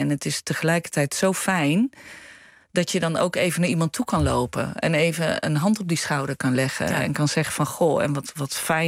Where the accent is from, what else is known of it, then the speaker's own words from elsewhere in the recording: Breda, North Brabant, Netherlands; Wij komen uit Breda en toen hadden we zoiets, we willen iedereen de kans geven om een keer te komen.